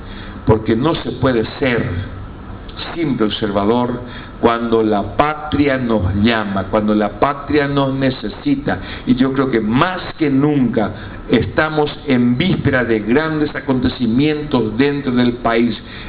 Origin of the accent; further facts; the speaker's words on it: Paraguay; a veces hasta agachamos la cabeza para decir yo soy paraguayo